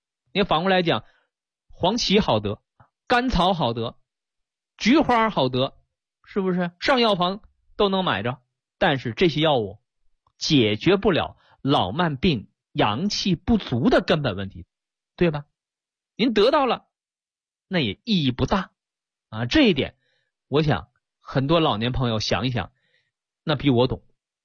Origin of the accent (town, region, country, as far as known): China